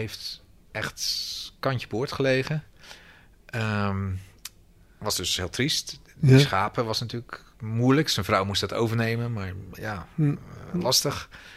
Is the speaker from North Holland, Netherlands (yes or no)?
no; Schiedam, South Holland, Netherlands; Ik ben zelf Schiedammer.